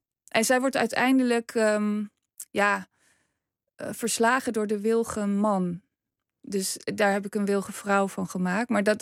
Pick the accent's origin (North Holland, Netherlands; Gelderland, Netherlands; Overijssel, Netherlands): Overijssel, Netherlands; Ik kom zelf uit Twente